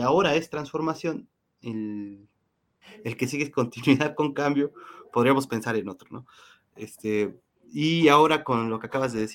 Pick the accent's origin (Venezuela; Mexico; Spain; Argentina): Mexico; Somos mexicanos, y eso se tiene que, no tenemos que olvidar, ¿no?